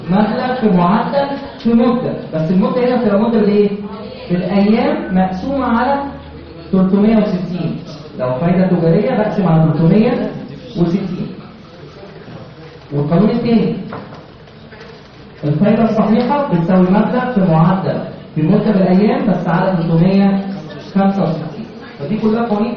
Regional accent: Egypt; احنا مش لسه كمصريين كلنا ما بنقراش الحاجه اللي بنمضي عليها كويس

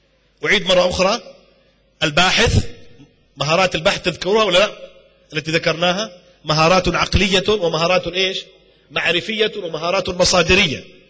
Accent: Jordan; في عندنا في الأردن، في جامعة آل البيت، في الجامعة الهاشمية، في جامعة العلوم الإسلامية، في الجامعة الإسلامية، في جامعة الكويت، اشتغلت أنا في العديد من الجامعات،

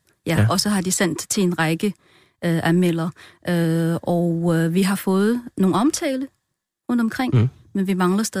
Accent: China; Danish is a second language; jeg er jo kineser.

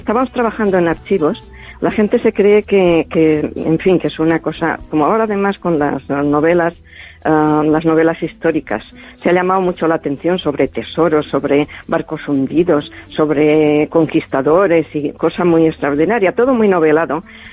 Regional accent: Balearic Islands, Spain; Spanish is a second language; yo soy procedente de Mallorca. Y entonces yo aprendí el castellano, aunque no hablo bien el catalán, el mallorquín, pues yo he aprendido un castellano un poco deficiente desde mi punto de vista.

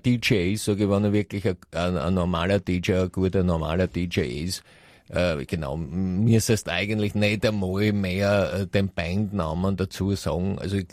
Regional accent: United States; ich komme aus Amerika

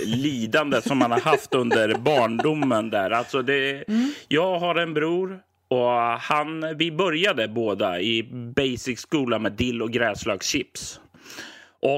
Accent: Sweden; Jag är ju som svensk och uppväxt på 80-90-talet

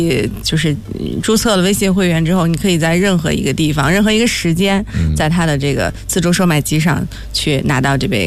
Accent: Jiangsu, China; also born or lived in Anhui; now in Beijing, China; 因为我生在安徽，长在江苏，生活在北京，但是我户口在上海。

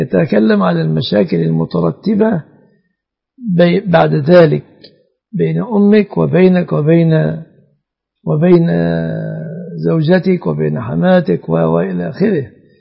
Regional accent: Egypt; و أعراف الناس السائدة في بلادنا مصر

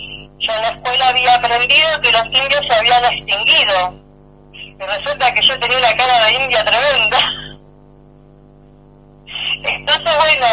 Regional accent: Buenos Aires, Argentina; Yo nací en Buenos Aires, mi madre se fue acá llevándome a mí en su panza, y bueno, me crié en Buenos Aires y estudié en Buenos Aires

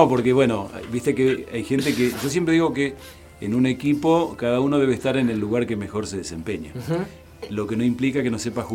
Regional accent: Misiones, Argentina; also born or lived in Patagonia; now in Bariloche, Argentina; desde ese entonces me quedé en la Patagonia, así que soy más patagónico que misionero. Y en Bariloche vivo desde 1984.

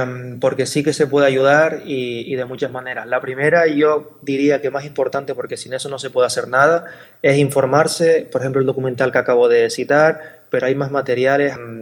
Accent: Canary Islands, Spain; como canarios y como canarias que somos, reivindicar que somos africanas

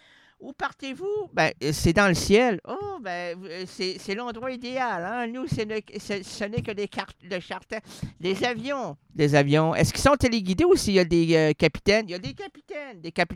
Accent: Quebec, Canada; Je suis un Québécois.

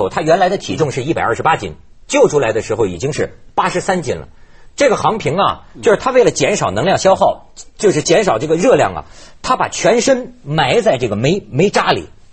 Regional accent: China; 我作为中国人

